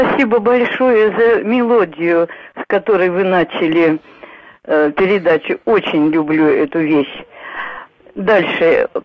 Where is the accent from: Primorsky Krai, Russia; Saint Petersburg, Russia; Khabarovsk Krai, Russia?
Khabarovsk Krai, Russia; Komsomolsk-on-Amur; born there; В детстве, а я уроженка Комсомольска на Амуре, я заболела